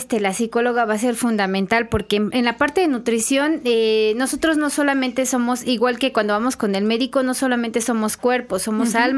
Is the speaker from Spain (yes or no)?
no; Veracruz, Mexico; Como latinos, como veracruzanos, sí, ahí está nuestra huellita de que, pues, tenemos